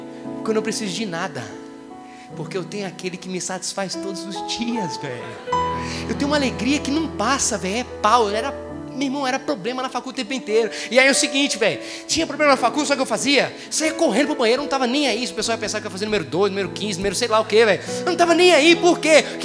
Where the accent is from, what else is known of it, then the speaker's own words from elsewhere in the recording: Paraíba, Brazil; eu sou paraibano